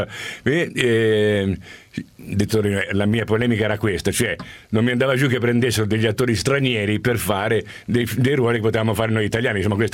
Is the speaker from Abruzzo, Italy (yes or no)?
no; Turin, Piedmont, Italy; born there; io sono nato a Torino